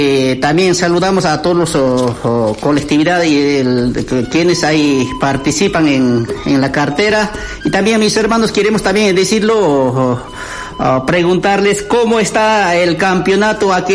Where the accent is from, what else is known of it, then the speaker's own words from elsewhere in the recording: Bolivia; porque todos los bolivianos siempre nos recordamos de nuestro país, ya que estamos en otros países, porque somos bolivianos